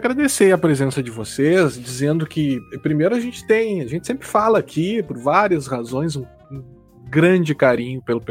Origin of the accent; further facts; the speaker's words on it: Brazil; eu fico muito orgulhoso enquanto brasileiro mesmo